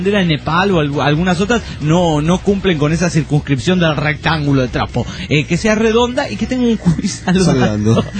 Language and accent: Spanish; Bahía Blanca, Buenos Aires Province, Argentina; soy de Bahía Blanca